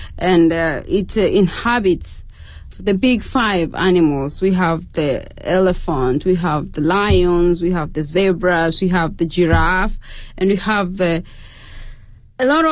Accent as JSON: {"language": "English", "country": "Tanzania", "second_language": "English", "lives_now": "China", "said": "I am a PhD student, in Jinzhou University, majoring in public health, and I am from Tanzania."}